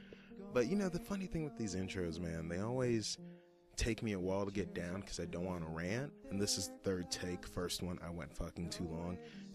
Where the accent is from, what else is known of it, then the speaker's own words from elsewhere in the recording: Dallas, Texas, United States; he used to live in one of the areas that I grew up in, Pleasant Grove. I don't like to call it a ghetto of Dallas.